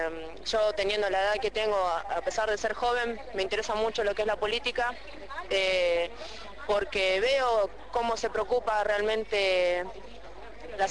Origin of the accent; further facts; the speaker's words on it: Claypole, Buenos Aires Province, Argentina; tengo 19 años, soy de Claypole